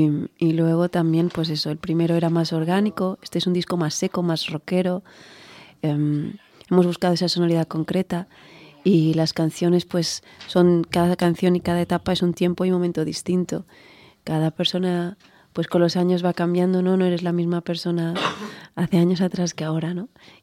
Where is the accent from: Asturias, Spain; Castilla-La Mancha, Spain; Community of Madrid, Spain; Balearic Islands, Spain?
Balearic Islands, Spain; a lo mejor porque soy mallorquina, las cosas no pasan rápido